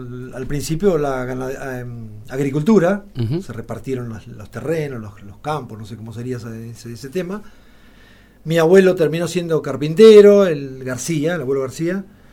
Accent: Alpachiri, La Pampa, Argentina; De Alpachiri. Uh-huh. Siempre, sí.

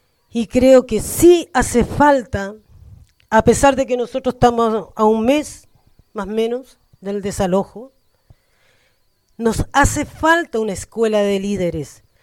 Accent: San Antonio, Valparaíso, Chile; de Fortaleza, del lado del polígono Pelancura y del Cerro Centinela.

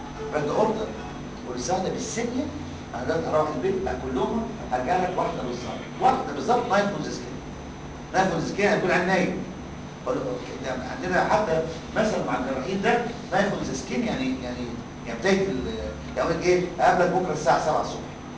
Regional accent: Egypt

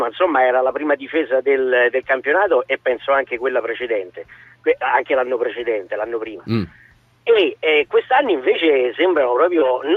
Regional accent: Rome, Lazio, Italy; Io sono di Roma, ma tifo Juventus.

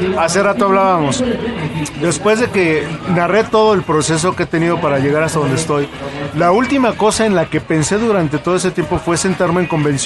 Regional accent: Mexico; Mientras sigamos pensando como mexicanos, lo veo imposible.

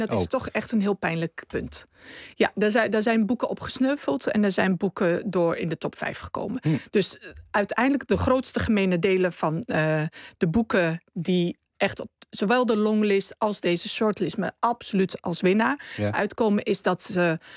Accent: Netherlands; Dus in de keuken zijn wij als Nederlanders sowieso al met de blik naar buiten en open.

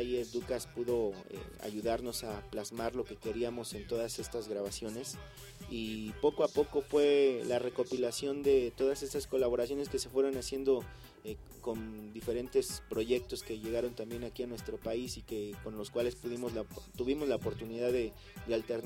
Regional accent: Mexico; somos los mexicanos que aparecimos ahí

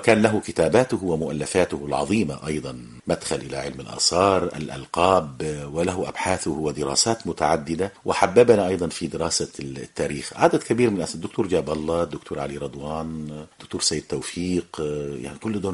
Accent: Aswan Governorate, Egypt; احنا قريتنا كانت قريبة من قرية الكوم الأحمر اللي هي قامت على أطلال مدينة نخن المصرية القديمة التي كانت عاصمة لمملكة الجنوب

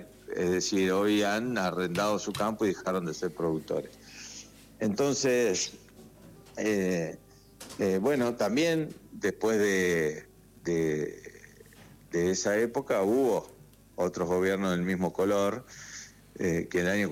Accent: Jovita, Córdoba, Argentina; es de mis tíos, se lo alquilo a mis tíos, era una estancia, La Juanita se llamaba, al sur de Córdoba, en Jovita, mi pueblo.

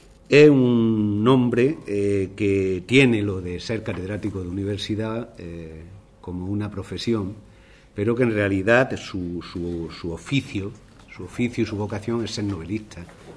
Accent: Archidona, Andalusia, Spain; paisanos de Archidona, mi pueblo.

